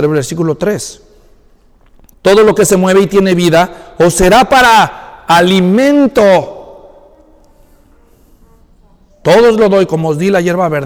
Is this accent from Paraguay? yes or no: no; Mexico; ni moronga los que somos mexicanos.